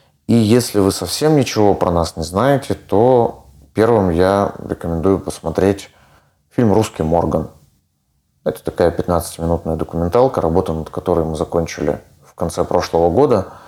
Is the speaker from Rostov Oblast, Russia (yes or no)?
no; Irkutsk, Irkutsk Oblast, Russia; Я вырос в этом районе, на перекрестке Байкальской и Тимирязева.